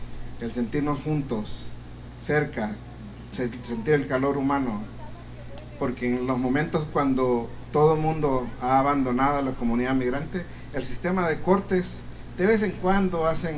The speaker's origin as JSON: {"language": "Spanish", "country": "El Salvador", "said": "yo soy salvadoreño y ya estoy viejo. Viví, joven. Viví todo el tiempo que pasó la guerra en El Salvador"}